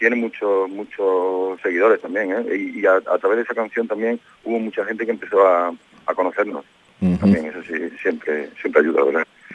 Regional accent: Córdoba, Andalusia, Spain; Nosotros somos de Córdoba

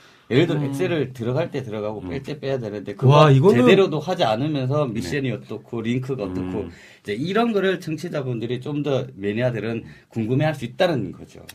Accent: Gyeongsang, South Korea; 저도 사람이고 경상도 사람인데 욱할 때도 있고

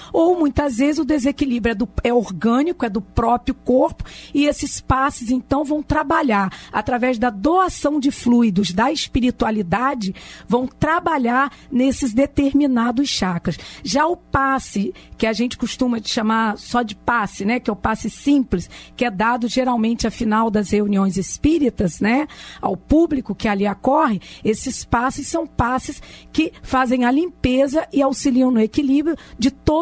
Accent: Campos dos Goytacazes, Rio de Janeiro, Brazil; quando eu era criança, eu sou do interior de Campos dos Goytacazes

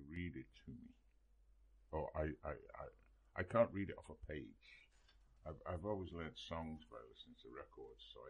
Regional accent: Liverpool, North West England, United Kingdom; just because I'm from Liverpool.

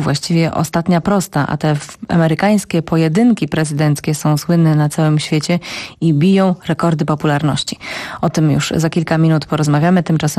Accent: Lublin, Lublin Voivodeship, Poland; ponieważ oboje jesteśmy z Lublina.

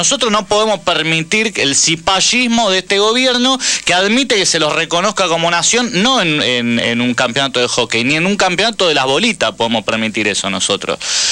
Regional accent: Argentina; Ahora, como argentino, yo digo, hasta el aguatero del equipo debiera haberse revelado ante esta situación.

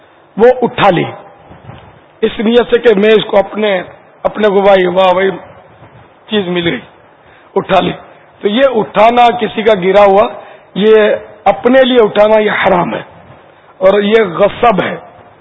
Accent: Karachi, Sindh, Pakistan; born there; میں ہوں تو بیسکلی تو سندھی ہوں نا باب المدینہ کی پیدائش ہے میری لیکن بنیادی طور پہ مہمان ہوں مہمان سندھی ہم لوگ انڈین ہیں مہاجر ہیں ہمارے جو والدین وغیرہ ہجرت کر کے پاکستان آ کر آباد ہوئے تھے اور میں یہاں پیدا ہوا ہوں

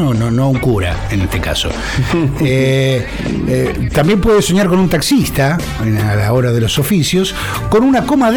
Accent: Lomas de Zamora, Buenos Aires Province, Argentina; Pasa que yo soy de Loma de Zamora. Digo, no es desconocimiento de lo que ocurre en la ciudad, pero es desconocimiento porque vivo en Loma de Zamora.

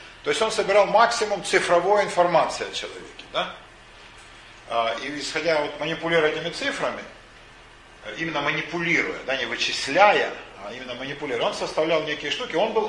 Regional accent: Ukraine; Меня окружали в детстве Оксаны, на Украине их было много.

